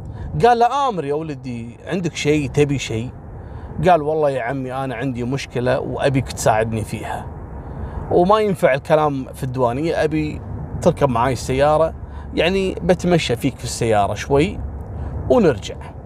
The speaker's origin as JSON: {"language": "Arabic", "country": "Kuwait", "said": "في عام 2017 عندنا في الكويت هني في جيران أصدقاء"}